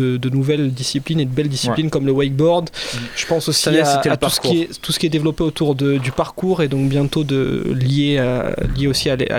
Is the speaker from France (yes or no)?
yes; Montpellier, Occitanie, France; on voit nous en tant que Montpelliérain notre ville mise en avant